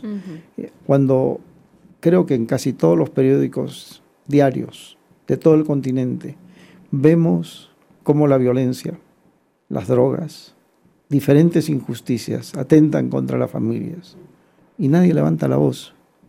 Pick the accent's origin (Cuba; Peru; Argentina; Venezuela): Peru; Vengo de Perú, donde tenemos un gran problema con una minera, ¿no?